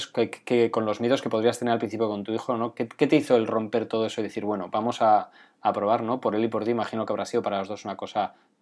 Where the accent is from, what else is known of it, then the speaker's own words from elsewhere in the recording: Navarre, Spain; Esa parte, como buen navarro, la parte del Camino de Santiago, la parte del monte es preciosa